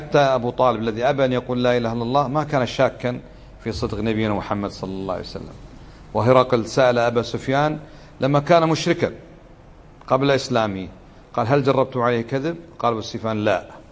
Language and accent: Arabic; Kuwait; علمنا ما هو الشرك القصور عندنا في الكويت